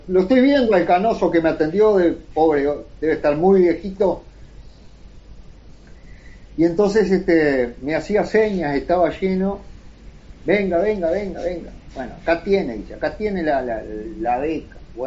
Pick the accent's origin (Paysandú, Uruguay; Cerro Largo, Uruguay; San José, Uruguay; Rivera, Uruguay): Paysandú, Uruguay; now in Montevideo, Uruguay; nosotros con Andrés somos de Paysandú y nos vinimos acá a encontrar a Montevideo